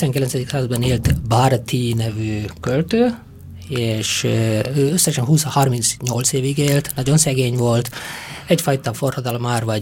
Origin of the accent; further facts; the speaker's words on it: India; Hungarian is a second language; moved away as an adult; now in Hungary; és így összesen olyan 25 évet töltöttem Indiában, és de az a 17 év, amit a szülőfalumban és azt a kis megyében töltöttem